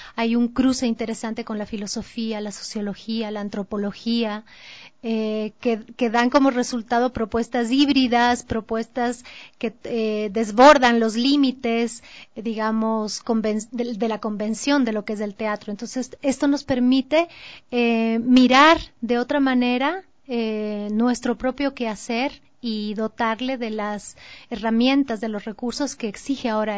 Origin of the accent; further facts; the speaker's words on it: Ecuador; esa diversidad cultural de la que somos parte como ecuatorianos